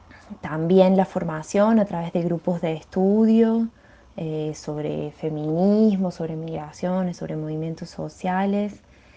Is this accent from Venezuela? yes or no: no; Argentina; now in São Paulo, Brazil; Soy inmigrante argentina en San Pablo, Brasil